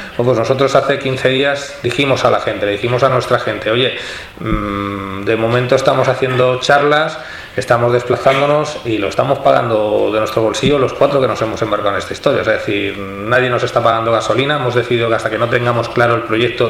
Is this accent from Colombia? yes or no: no; El Prat de Llobregat, Catalonia, Spain; en mi pueblo, en el Prat de Llobregat